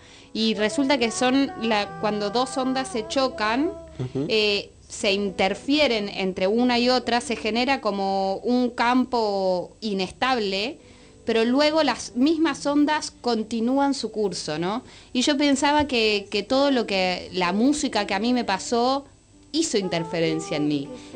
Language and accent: Spanish; Buenos Aires, Argentina; me represente como porteña, como argentina, como de la generación que soy